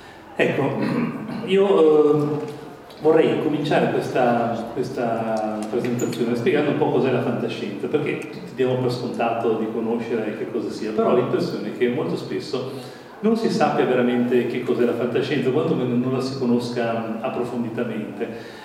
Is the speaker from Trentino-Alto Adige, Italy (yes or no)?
yes; Bolzano, Trentino-Alto Adige, Italy; also born or lived in Milan; da qualche anno sono qui a Bolzano come giornalista nella redazione del TGR. Comunque sono cresciuto a Bolzano, ho fatto le scuole qui, tutte quante. Poi sono stato a Milano dove ho studiato ingegneria e ci sono rimasto alla fine per una trentina d'anni.